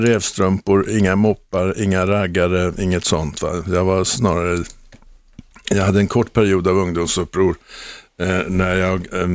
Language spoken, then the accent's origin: Swedish; Sandhamn, Stockholm County, Sweden; Det är min barndom i Sandhamn.